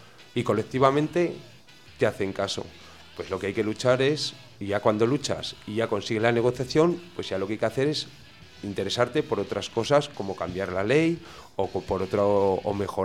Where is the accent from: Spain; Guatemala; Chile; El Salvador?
Spain; Tauste, Aragon; No, yo soy de Tauste, perdona.